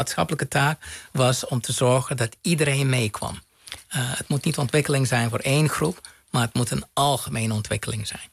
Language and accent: Dutch; Aruba; Het was goed. Ik heb genoten van mijn jeugd op Aruba.